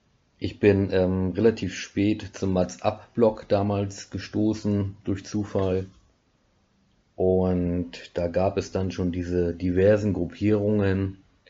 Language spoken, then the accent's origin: German; Schleswig-Holstein, Germany; now in Black Forest, Germany; komme ich tatsächlich mittlerweile aus dem Schwarzwald, Breisgau, ursprünglich aus dem Holsteinischen.